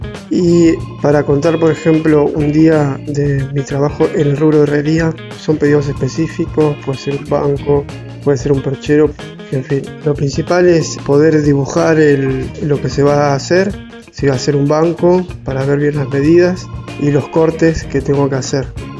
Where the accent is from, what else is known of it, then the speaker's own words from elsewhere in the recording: Ingeniero Jacobacci, Río Negro, Argentina; born there; now in Bariloche, Argentina; soy nacido en Ingeniero Jacobacci y hace años que vivo acá en Bariloche.